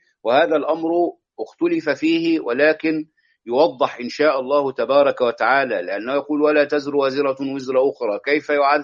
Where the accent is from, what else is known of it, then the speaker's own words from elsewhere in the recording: Egypt; هذا يحدث عندنا في مصر، لا أدري إن كان هذا يكون في بلدان أخرى أم لا.